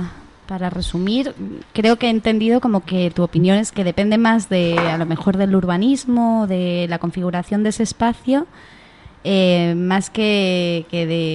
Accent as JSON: {"language": "Spanish", "town": "Madrid", "region": "Community of Madrid", "country": "Spain", "tie": "born or raised there", "said": "cuando empezaba a salir de pequeña por Madrid"}